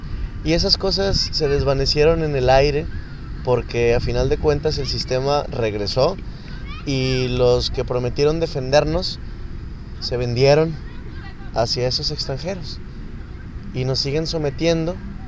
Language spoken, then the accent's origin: Spanish; Nuevo León, Mexico; nuestra genética viene de esta tierra, por lo cual somos mexicanos. Somos Nuevo Leoneses